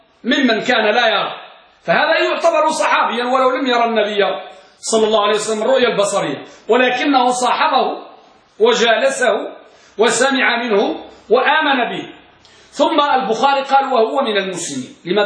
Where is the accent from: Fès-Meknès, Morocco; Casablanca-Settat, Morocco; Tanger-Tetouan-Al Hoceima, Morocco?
Tanger-Tetouan-Al Hoceima, Morocco; Tangier; عندنا بطنجة